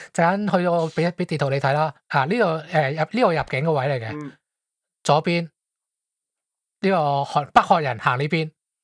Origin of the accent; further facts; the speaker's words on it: Hong Kong; 你如果你是当我是香港人，咁我应该是 A 啦